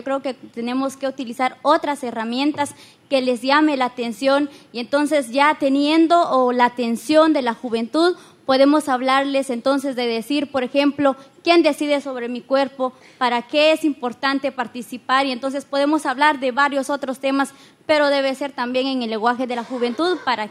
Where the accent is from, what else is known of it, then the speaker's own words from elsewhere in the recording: Guatemala; vengo de Guatemala.